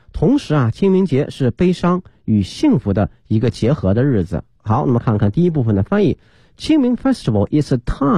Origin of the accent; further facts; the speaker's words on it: China; 表示自己对他们的一个怀念哈，这是我们中国人哈一个非常重要的一个习俗啊。